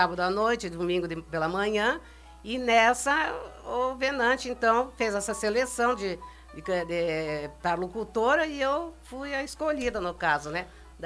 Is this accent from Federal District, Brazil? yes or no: no; Porto União, Paraná, Brazil; born there; also born or lived in Curitiba; now in Foz do Iguaçu, Brazil; E eu não nasci aqui em Foz, mas nasci em Porto União, que é Paraná, né?